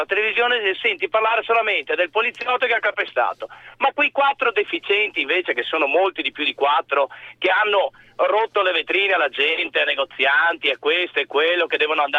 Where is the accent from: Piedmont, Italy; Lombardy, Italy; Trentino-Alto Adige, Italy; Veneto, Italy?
Veneto, Italy; Padua; io sono di Padova